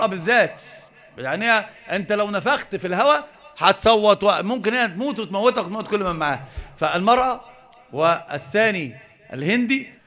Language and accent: Arabic; Egypt; أنت مصري؟ اه نعم.